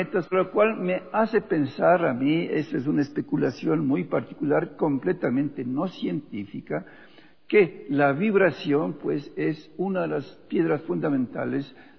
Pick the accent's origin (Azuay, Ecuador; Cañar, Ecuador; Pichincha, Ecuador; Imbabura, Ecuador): Pichincha, Ecuador; Quito; born there; nací en el Ecuador, en Quito precisamente en 1938